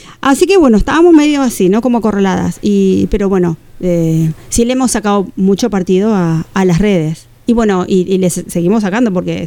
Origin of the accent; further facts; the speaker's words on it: Bilbao, Basque Country, Spain; Soy una baldosita de Bilbao.